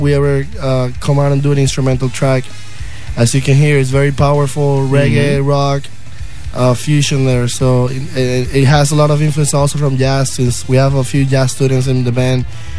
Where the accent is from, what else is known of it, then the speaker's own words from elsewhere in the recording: Venezuela; I'm from Venezuela.